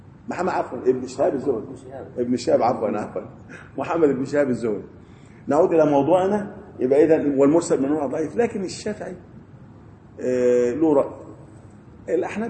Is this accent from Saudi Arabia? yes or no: no; Egypt; احنا عندنا في مصر قبر في بني شويف